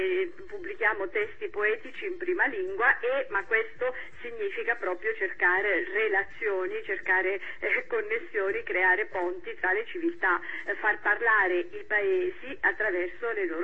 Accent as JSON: {"language": "Italian", "town": "Bari", "region": "Apulia", "country": "Italy", "tie": "born there", "said": "Io sono nata a Bari, come avete detto, ho una forte radice mediterranea"}